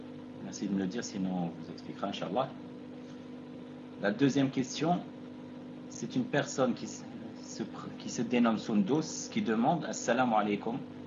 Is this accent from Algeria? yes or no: yes; Algeria; La noix de muscade, chez nous en Algérie, on l'appelle Jouz-Tib.